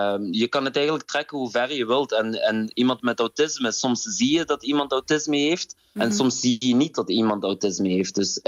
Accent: Morocco; Ik ben ook Marokkaan, dus ik heb ook heel veel Marokkaanse dans.

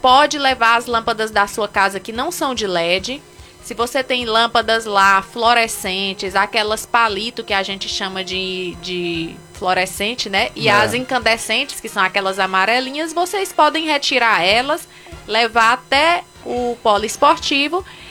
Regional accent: Picos, Piauí, Brazil; Nós somos de Picos.

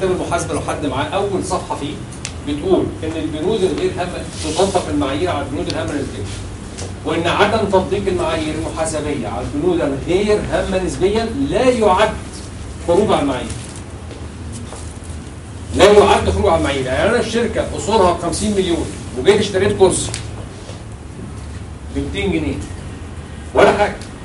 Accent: Egypt; أو العرف عندنا في مصر إن هو بيعمل تسويات،

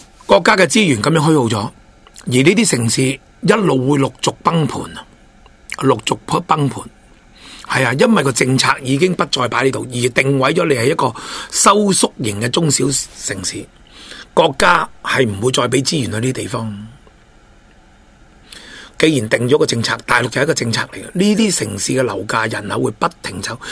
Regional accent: Hong Kong; 我哋香港人最了解嘅地铁高铁，

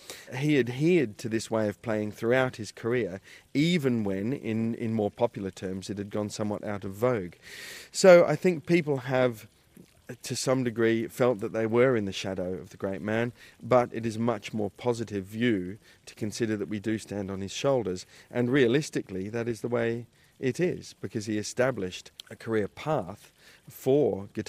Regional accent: Perth, Western Australia, Australia; he played in my hometown of Perth in Western Australia.

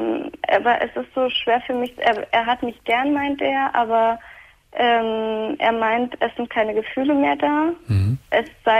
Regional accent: Turkey; Ich bin Türkin

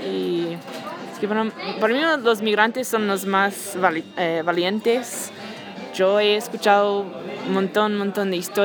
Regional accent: Houston, Texas, United States; Bueno, crecí en Texas y en las afueras de Houston.

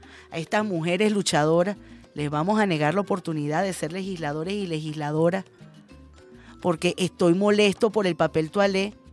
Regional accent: Venezuela; con lo delicados que somos los venezolanos y las venezolanas con la higiene

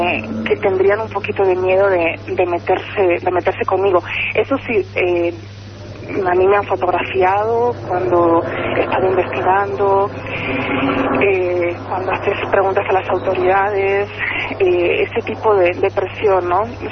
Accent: Pamplona, Navarre, Spain; Yo soy una chica altísima, parezco, pues no sé, soy de Pamplona, parezco una americana, ¿no?

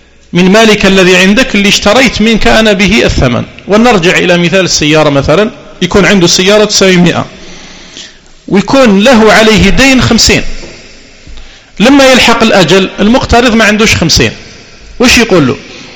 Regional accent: Algeria; واشتهر في السنوات الأخيرة بعض المعاملات عندنا في الجزائر

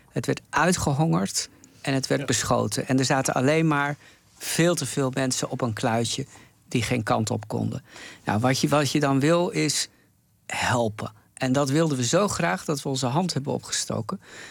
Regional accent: Netherlands; Dat ik uit Nederland kom?

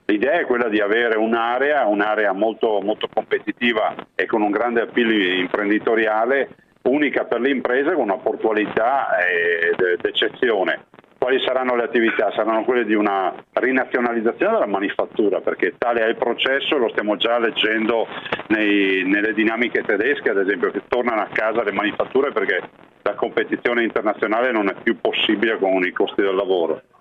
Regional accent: Veneto, Italy; Ma guardi, da Veneto me lo immagino

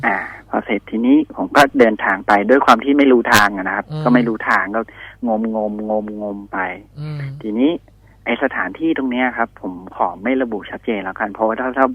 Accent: Bangkok, Thailand; โดยปกติแล้วเนี่ยผมมาเป็นคนกรุงเทพ

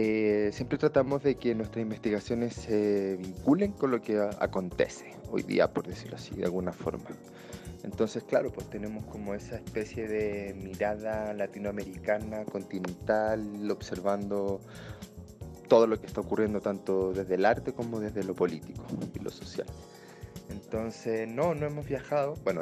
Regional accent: Chile; now in Mexico; como somos chilenos radicados en México

